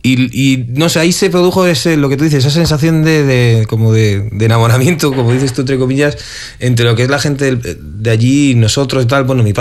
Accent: Seville, Andalusia, Spain; no, es que nosotros somos de Sevilla, somos de Andalucía y tal.

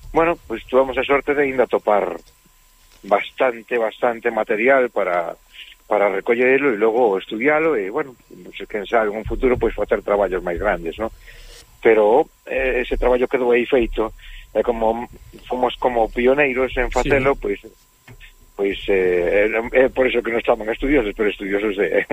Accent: Vigo, Galicia, Spain; Quizáis a miña zona natural, o sur da provincia de Pontevedra. Eu son de Vigo

